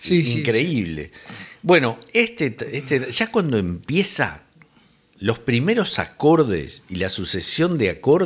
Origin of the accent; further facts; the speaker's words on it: Uruguay; porque somos rioplatenses. Dos, porque además de ser rioplatenses, somos uruguayos